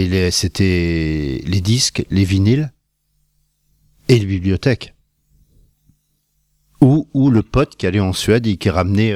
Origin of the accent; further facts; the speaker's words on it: Bar-le-Duc, Grand Est, France; moved away as an adult; Je suis de Bar-le-Duc. J'ai vécu jusqu'à l'heure de mon service militaire, j'ai vécu à Bar-le-Duc.